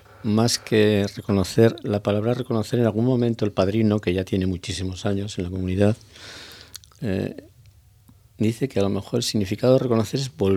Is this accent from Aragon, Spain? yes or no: yes; Zaragoza, Aragon, Spain; moved away as an adult; yo llevo 2 años en la isla, vine de Zaragoza